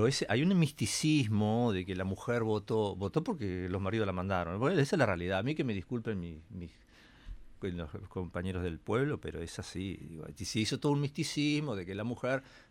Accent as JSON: {"language": "Spanish", "town": "Cerro Chato", "country": "Uruguay", "tie": "born or raised there", "said": "en mi pueblo, Cerro Chato, que es un pueblo chiquito así, también pasa"}